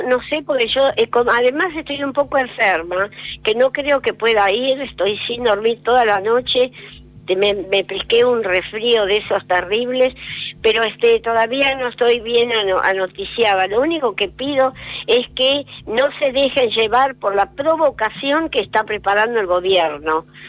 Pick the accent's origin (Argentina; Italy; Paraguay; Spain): Argentina; siento vergüenza como argentina